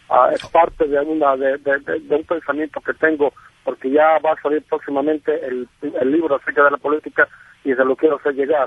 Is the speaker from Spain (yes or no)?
no; El Salvador; Yo soy de Salvador. Viví en carne propia en nuestro país acerca de la revolución